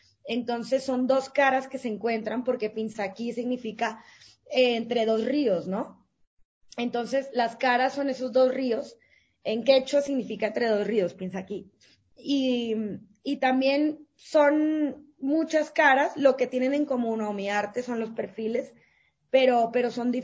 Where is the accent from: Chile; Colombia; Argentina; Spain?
Colombia; also born or lived in Ecuador; yo nací en Colombia, soy colombiana, pero viví 5 años en Ecuador.